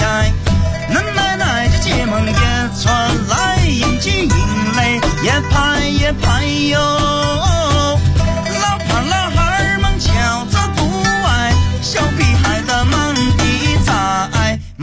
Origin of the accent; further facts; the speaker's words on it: Changzhi, Shanxi, China; 可以，接下来是24号，我们在就是我的老家